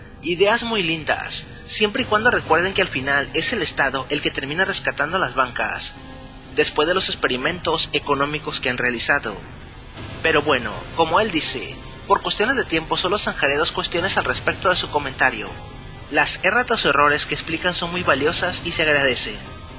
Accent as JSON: {"language": "Spanish", "country": "Mexico", "said": "Lo único que deseamos como mexicanos es que se hiciera más seguridad pública"}